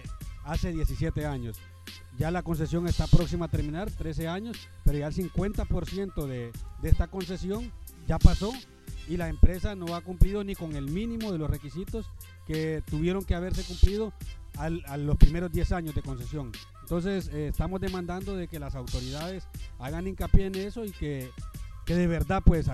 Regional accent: San Pedro Sula, Cortés, Honduras; venimos de San Pedro Sula y la verdad que es una experiencia muy bonita

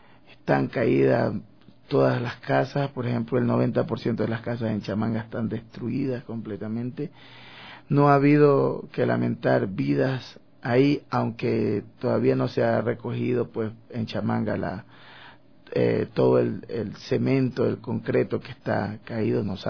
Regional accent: Esmeraldas, Ecuador; Entonces, bueno, luego regresé a mi pueblo, a Esmeraldas.

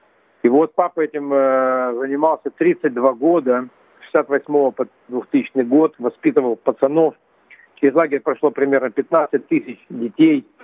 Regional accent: Bratsk, Irkutsk Oblast, Russia; born there; я родился в Братске, такой, в общем-то, совершенно сибирский город, но в Братске было море, искусственное хранилище.

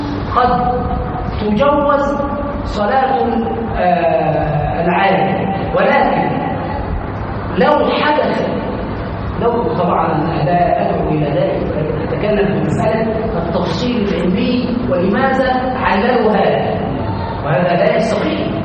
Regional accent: Aswan, Aswan Governorate, Egypt; وهذا عندنا في الصعيد في اسوان ومشاهد

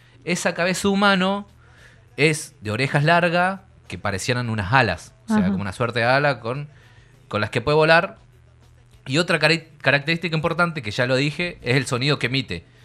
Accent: Aluminé, Neuquén, Argentina; Son leyendas patagónicas de por el sur, de por ahí, de Aluminé, que tienen mucho que ver. De mi tierra.

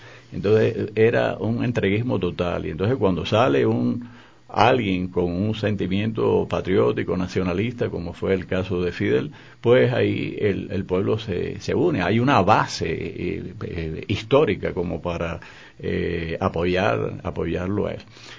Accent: Cuba; yo soy un ciudadano cubano, voy y vengo

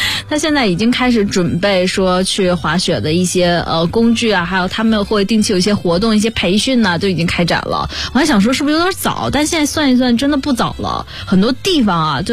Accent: Northeast China, China; 因为我是东北人，我原来听的比较少

